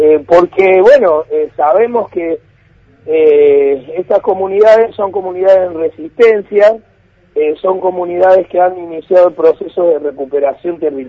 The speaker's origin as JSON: {"language": "Spanish", "country": "Argentina", "said": "esta situación de tanta gravedad que estamos viviendo como argentinos"}